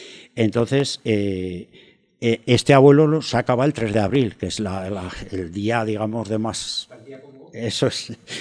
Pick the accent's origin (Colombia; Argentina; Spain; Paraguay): Spain; Sabiñánigo, Aragon; cerca de Sabiñánigo, mi pueblo, donde nací yo